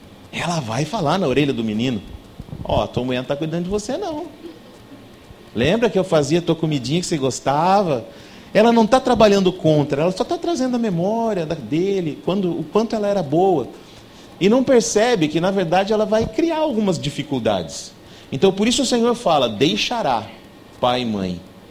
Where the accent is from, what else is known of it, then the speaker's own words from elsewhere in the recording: Assis, São Paulo, Brazil; now in São José do Rio Preto, Brazil; A minha esposa trabalhava na cidade onde nós morávamos, nós não somos de Rio Preto, nós somos de Assis